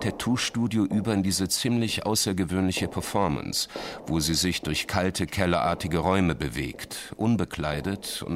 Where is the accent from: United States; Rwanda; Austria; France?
United States; als Amerikaner und sagen wir amerikanischer Jude, der einige Zeit in Deutschland verbracht hat